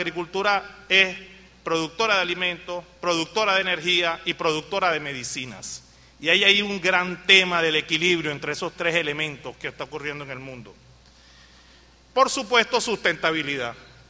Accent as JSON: {"language": "Spanish", "country": "Venezuela", "said": "que cree que las cosas van a seguir allí porque somos venezolanos y no pasa."}